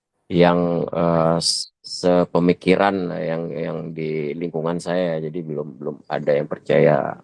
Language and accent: Indonesian; Banda Aceh, Aceh, Indonesia; Banda Aceh, Bang.